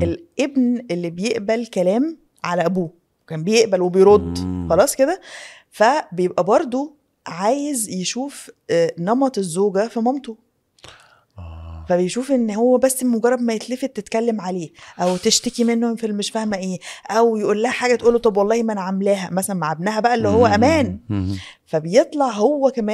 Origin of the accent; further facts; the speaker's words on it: Cairo, Cairo Governorate, Egypt; انا من القاهرة.